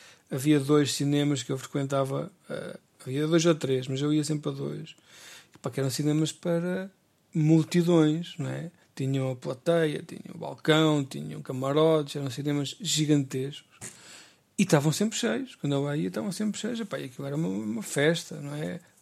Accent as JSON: {"language": "Portuguese", "region": "Centro", "country": "Portugal", "tie": "born or raised there", "said": "na minha aldeia, que eu moro aqui, morava numa aldeia, uma vila do Baixo Mondego, conhecida pela sua pastelaria"}